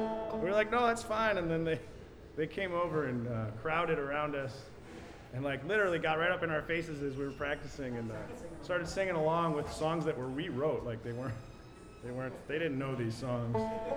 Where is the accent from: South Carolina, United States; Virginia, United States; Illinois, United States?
Illinois, United States; Chicago; They were like, where are you from? We said Chicago. And they were like, ooh, bad.